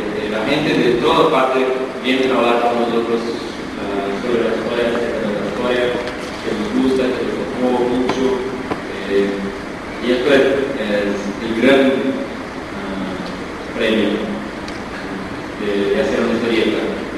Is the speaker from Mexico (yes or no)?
no; Brazil; nosotros estamos acá, venimos de Brasil, volveremos a Brasil